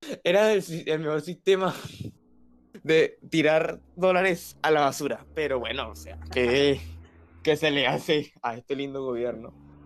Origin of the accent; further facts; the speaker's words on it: Venezuela; De hecho, yo he viajado mucho en Venezuela.